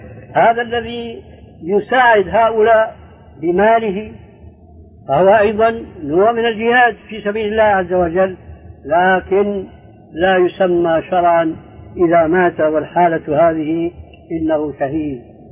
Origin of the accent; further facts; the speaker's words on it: Syria; عندنا في سوريا كان شاهد قصة رجل في الحرب مع اليهود اسمه جول جمال